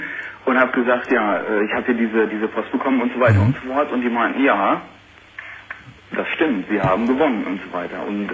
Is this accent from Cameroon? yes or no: no; Lower Saxony, Germany; born there; und zwar, ich bin in Ostfriesland geboren.